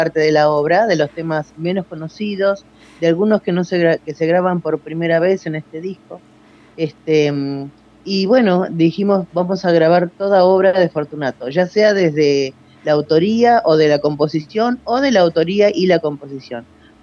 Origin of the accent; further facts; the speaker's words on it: San Isidro, Buenos Aires Province, Argentina; born there; mi hermano Luis y yo nacimos en la provincia de Buenos Aires, pero del lado del norte de la provincia de Buenos Aires, es Béjar, partido de San Isidro.